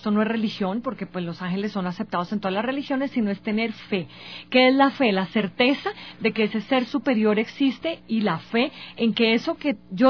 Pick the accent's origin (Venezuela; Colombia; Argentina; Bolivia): Colombia; now in Ecuador; Soy colombiana, vivo en Ecuador desde hace 21 años